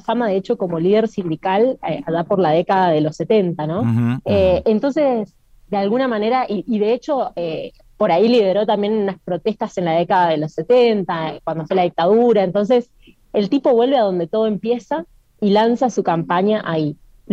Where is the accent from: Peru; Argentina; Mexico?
Argentina; now in abroad (not Argentina); uno viene de un país como Argentina que tiene muchísimo movimiento social